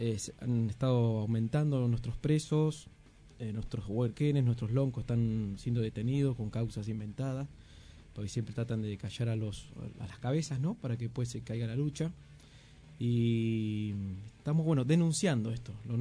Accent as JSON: {"language": "Spanish", "region": "Neuquén", "country": "Argentina", "tie": "born there", "said": "nací en Neuquén, Cordillera Este, por el Mapu."}